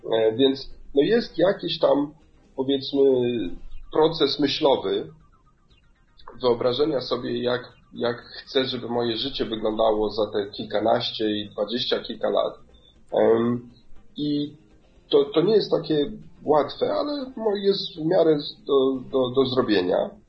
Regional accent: Kenya; pochodzę częściowo z Kenii, więc to jest, powiedzmy, można powiedzieć, moja baza

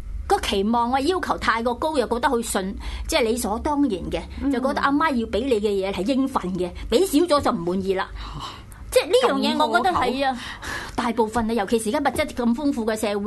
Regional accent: Chaozhou, Guangdong, China; 我覺得我哋以前嗰個年代，我哋潮州人咧就好慳嘅

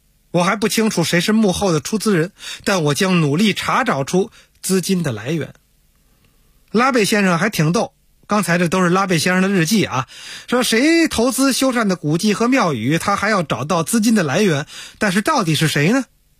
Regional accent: Beijing, China; 我小时候在天坛里没少练功啊，抻筋压腿喊嗓子啊

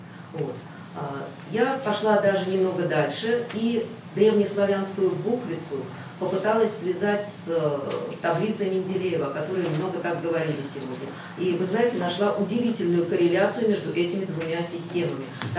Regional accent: Moscow, Russia; я из Москвы.

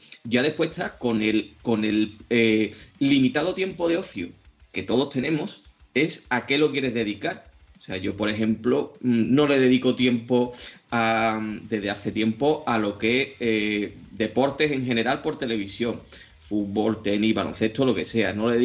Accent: Seville, Andalusia, Spain; En mi tierra, en Sevilla, evidentemente la gente tiene pasión por el fútbol

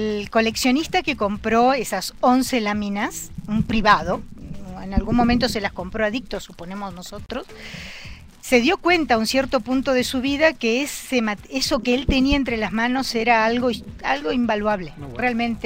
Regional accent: Argentina; A mi museo, qué bárbara, como buena argentina, a nuestro museo.

